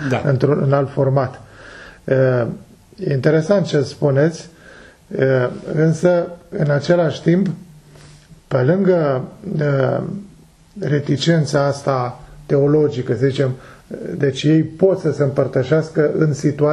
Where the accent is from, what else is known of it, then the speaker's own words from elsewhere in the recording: Romania; Cum ați ajuns la limbajul ăsta, pentru mine ca român?